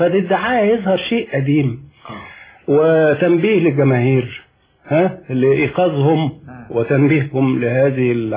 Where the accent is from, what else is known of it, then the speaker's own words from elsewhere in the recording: Mansoura, Dakahlia, Egypt; عندنا في المنصوره